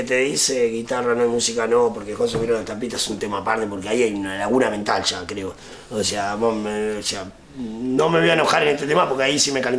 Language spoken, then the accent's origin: Spanish; Uruguay; Creo que en eso somos uruguayos.